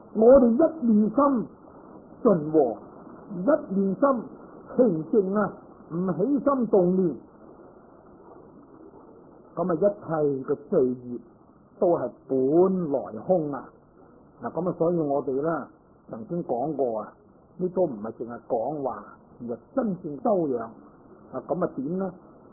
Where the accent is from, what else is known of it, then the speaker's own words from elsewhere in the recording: Guangdong, China; 即系我哋广东人话，咁咪由得佢啦